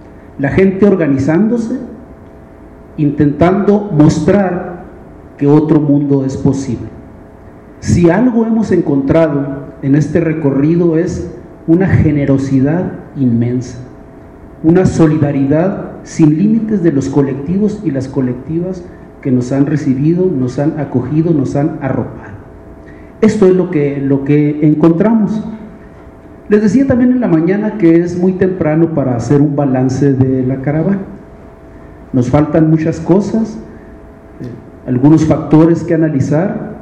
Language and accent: Spanish; Chihuahua, Mexico; Como venimos de Chihuahua, y como hubo una alternancia política, alguna gente creyó que se solucionaban los problemas